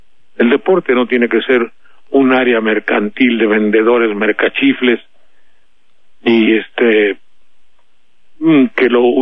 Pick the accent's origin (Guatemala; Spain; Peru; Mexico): Mexico; Veracruz; yo le expliqué un poco que soy tan veracruzano como cualquiera